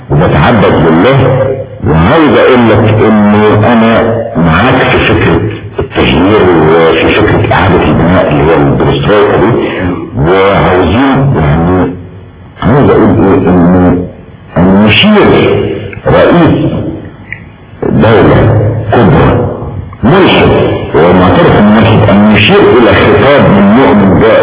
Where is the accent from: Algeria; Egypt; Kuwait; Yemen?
Egypt; احنا عندنا في مصر تعبير شعبي بيقول ايه